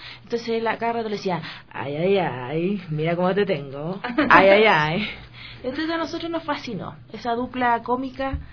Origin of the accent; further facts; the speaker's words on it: Valparaíso, Chile; nosotros... somos de Valparaíso y en Valparaíso hay gente muy loca, muy extraña